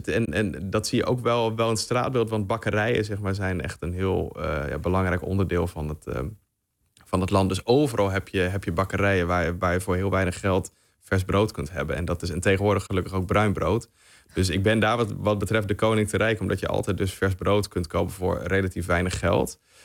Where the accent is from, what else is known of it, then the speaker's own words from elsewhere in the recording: Netherlands; Maar ja, ik als Nederlander in ieder geval zou dat nooit doen.